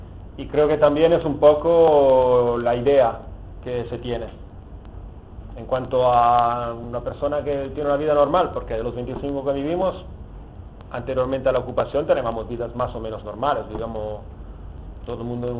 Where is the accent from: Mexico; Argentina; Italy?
Italy; Spanish is a second language; now in Barcelona, Spain; ya llevo años viviendo en Barcelona, pero soy un poco torpe. Y lo haré en bueno, que tampoco es un gran castellano, porque como soy italiano sale a veces alguna palabra de itañol